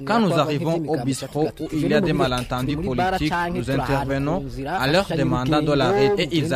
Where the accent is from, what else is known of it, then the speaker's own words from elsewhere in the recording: Burambi, Rumonge, Burundi; Chez nous, à Burambi, sur 21 collines, nous cohabitons pacifiquement.